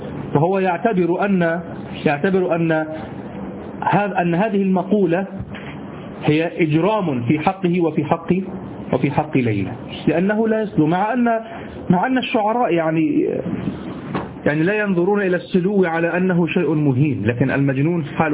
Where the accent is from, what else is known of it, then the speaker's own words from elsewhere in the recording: Egypt; هو الذي يعرف عندنا في مصر السديري، الصاب هو طبعا، لكن نحن نقول سديري،